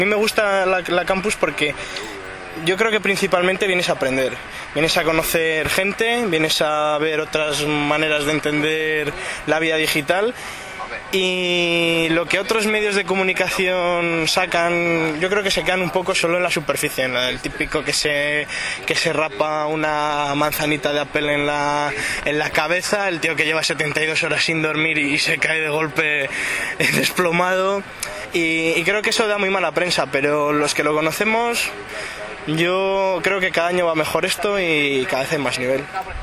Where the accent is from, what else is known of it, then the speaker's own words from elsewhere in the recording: Valladolid, Castile and León, Spain; de Valladolid, soy aficionado al software libre